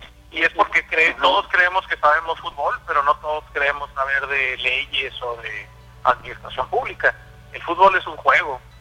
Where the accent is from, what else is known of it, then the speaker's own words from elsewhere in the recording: Mexico; uno como mexicano que vive en México no pueda ir a ver a la selección